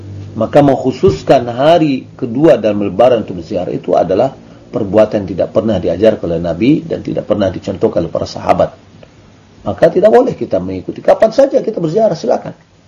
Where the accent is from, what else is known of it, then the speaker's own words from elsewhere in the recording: Dharmasraya, West Sumatra, Indonesia; berasal dari Damasraya.